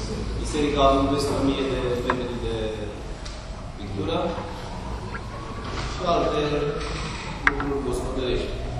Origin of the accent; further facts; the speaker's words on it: Bălenii, Dâmbovița, Romania; sunt din Manălăuri, în satul Bălense, din Dâmbovița.